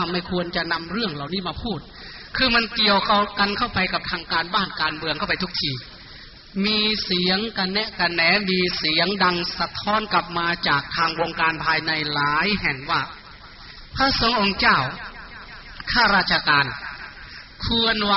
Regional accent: Kham Ta Kla, Sakon Nakhon, Thailand; อาตมาภาพเป็นชาวสกลนครโดยกำเนิดที่บ้านแพทย์อำเภอคำตากล้าจังหวัดสกลนคร

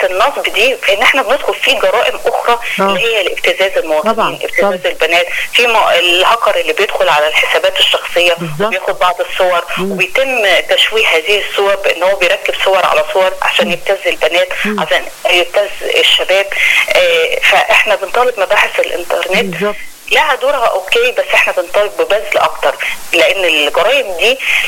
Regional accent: Alexandria, Alexandria Governorate, Egypt; وحاجات بتحصل بالفعل عندنا في اسكندرية، مش اسكندرية بس، أيضا المحافظات الأخرى

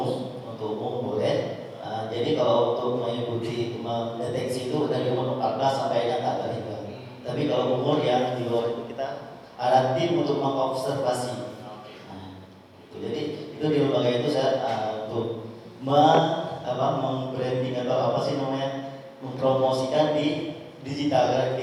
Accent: Aceh, Indonesia; Saya berasal dari Aceh Besar, tempat di Anjun, di komplek Villa Bon.

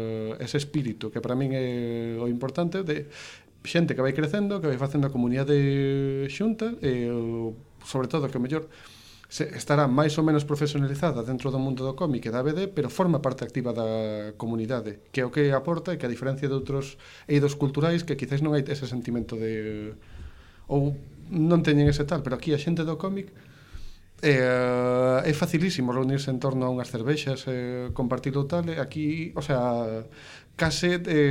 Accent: Ourense, Galicia, Spain; Eu son de Ourense, entón ali tiñamos as xornadas de banda deseñada en tempos

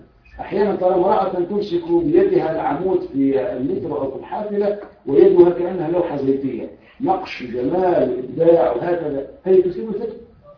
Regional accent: Tunisia; المرجع الأساسي والوحيد للتشريع في بلدنا تونس

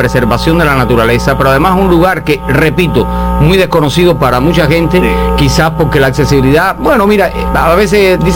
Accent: Colón, Matanzas, Cuba; Y llamamos desde Santi Espíritu, primero porque tú y yo creo que tú eres de Colón y yo soy de Colón.

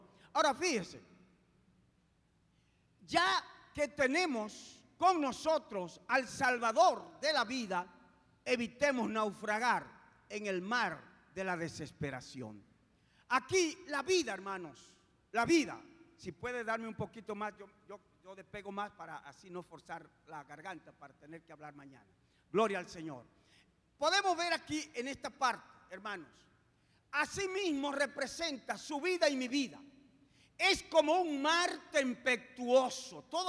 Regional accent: Dominican Republic; yo estaba como superintendente nacional del Concilio Asamblea de Dios en mi país. Pero también estaba como presidente de la Confederación Dominicana de Unidad Evangélica, que en ese tiempo representaba el 80% del pueblo evangélico en Dominicana.

